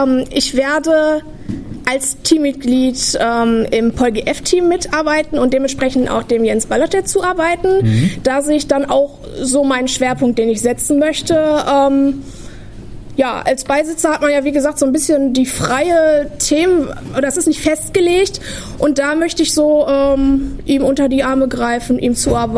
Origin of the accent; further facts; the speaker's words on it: Ennepetal, North Rhine-Westphalia, Germany; Ich komme aus Ennepetal, das ist ganz interessant.